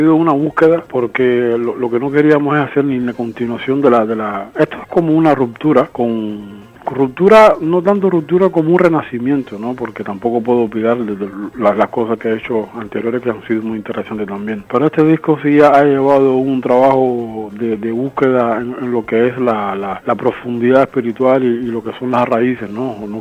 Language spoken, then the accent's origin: Spanish; Cuba; la gente piense que soy un cubano que está intentando hacer música africana, nada de eso, sino que está resaltando en este disco la presencia de mis raíces